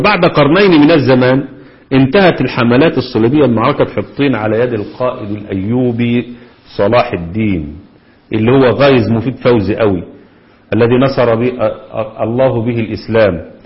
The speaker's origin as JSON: {"language": "Arabic", "town": "Kafr El Gedid", "region": "Dakahlia", "country": "Egypt", "said": "في القرية اللي احنا فيها اسمها الكفر الجديد قريتنا،"}